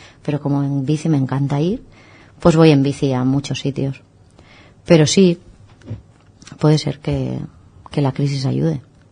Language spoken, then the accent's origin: Spanish; Spain; los españoles no somos tan españoles o europeos, no somos tan deportistas